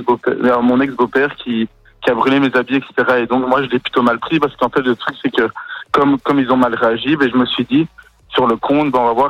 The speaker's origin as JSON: {"language": "French", "country": "France", "said": "De France."}